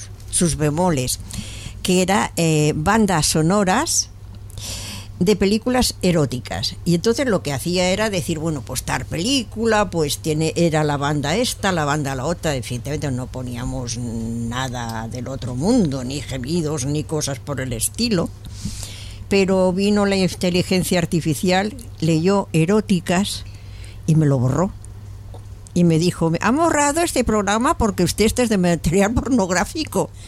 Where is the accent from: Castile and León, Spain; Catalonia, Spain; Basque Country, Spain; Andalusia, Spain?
Catalonia, Spain; Barcelona; born there; now in Madrid, Spain; Yo también soy carabanchelera de adopción. Es más, yo he nacido en Barcelona y estuve ahí.